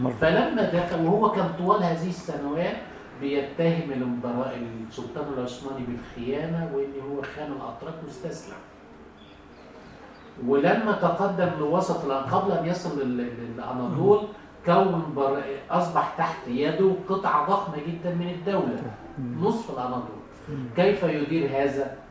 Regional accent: Egypt; يعني هو بالتأكيد كان زي الأخ اللي عندنا في مصر

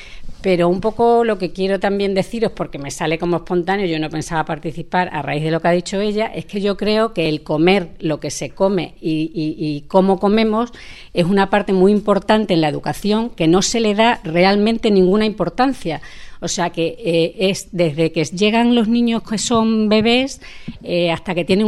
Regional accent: Móstoles, Community of Madrid, Spain; también soy de Móstoles

